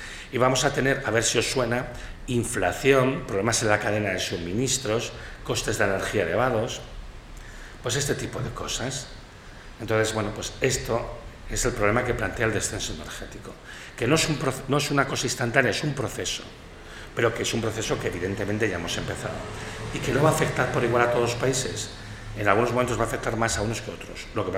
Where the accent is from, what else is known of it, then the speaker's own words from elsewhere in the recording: Catalonia, Spain; como yo vengo de Cataluña